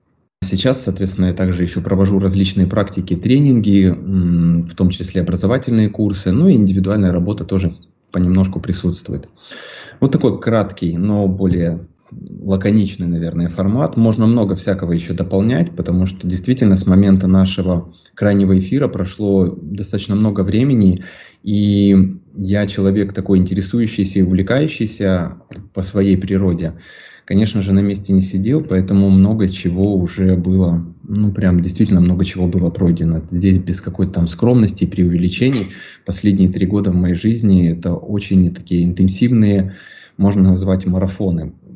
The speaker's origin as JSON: {"language": "Russian", "country": "Ukraine", "tie": "born or raised there", "said": "соответственно, родом я из Украины, мне 33."}